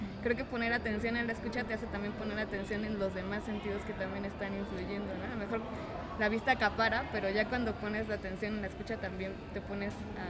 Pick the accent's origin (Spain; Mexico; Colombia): Mexico; Iztapalapa, Mexico City; yo que soy de Iztapalapa también es como un poco distante